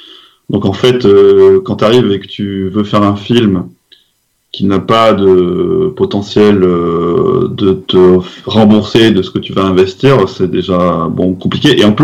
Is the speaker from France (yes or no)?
yes; France; Vu qu'on est français, il y a d'autres choses qui rentrent en jeu